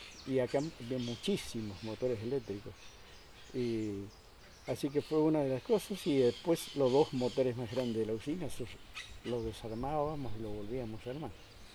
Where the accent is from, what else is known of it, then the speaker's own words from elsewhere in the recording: Corrientes, Argentina; now in Buenos Aires, Argentina; Éramos como 40 muchachos que vinimos juntos del campo de Corrientes.